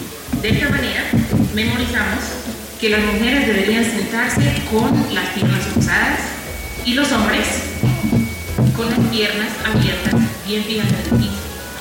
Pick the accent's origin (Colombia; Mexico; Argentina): Colombia; Chocó; El departamento de Chocó, en Ismila, donde yo crecí, la mayoría era poblacionada.